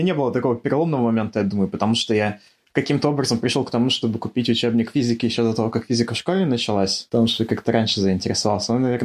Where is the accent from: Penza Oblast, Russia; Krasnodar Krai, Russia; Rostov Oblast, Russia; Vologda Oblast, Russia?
Vologda Oblast, Russia; Cherepovets; born there; also born or lived in Saint Petersburg; Я родился в Череповце, когда мне было... Ну, примерно, на самом деле, даже когда я родился, родители еще до того, как я родился, на самом деле, переехали в Питер на учебу. Мама вернулась в Череповец, как бы, меня рожать.